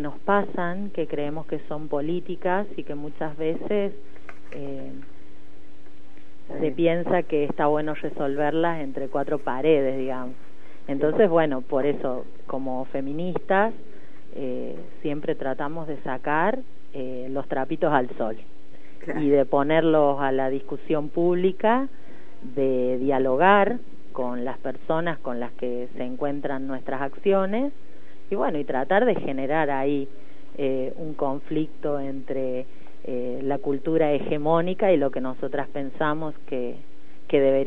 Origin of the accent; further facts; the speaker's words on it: Santiago del Estero, Argentina; born there; now in Córdoba, Argentina; soy cordobesa por adopción, porque nací en Santiago del Estero.